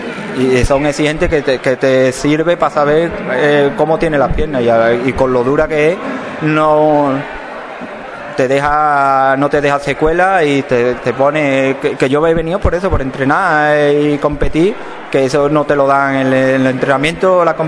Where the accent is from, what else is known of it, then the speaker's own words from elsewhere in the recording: Spain; tuve que volver a España y corrí la de mi pueblo, que yo soy, como bien ha dicho, de Aral